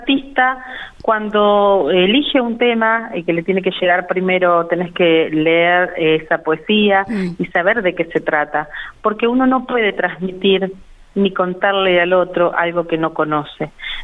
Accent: La Pampa, Argentina; Le estoy contando al mundo que soy de La Pampa y las cosas maravillosas que tiene.

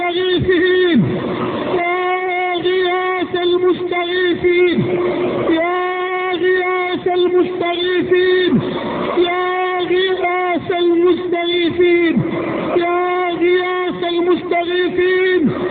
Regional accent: Egypt; اللهم اجعل بلدنا مصر واحة للأمن والأمان

